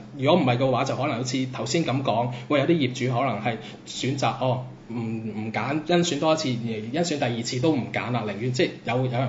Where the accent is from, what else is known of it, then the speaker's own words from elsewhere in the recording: Macau; 咁所以就我咪話作為澳門人好傷心，就係咁解咯。